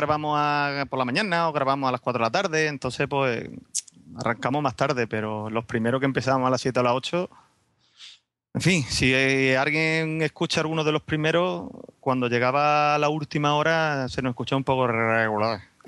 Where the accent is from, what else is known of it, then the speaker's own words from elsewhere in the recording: Huelva, Andalusia, Spain; now in Seville, Spain; Sí, hombre, soy de Huerva y muy orgulloso, ¿no?